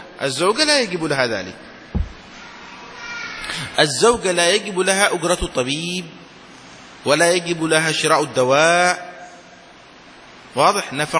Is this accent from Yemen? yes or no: yes; Yemen; عندنا في اليمن عندما تشاهد الصور القديمة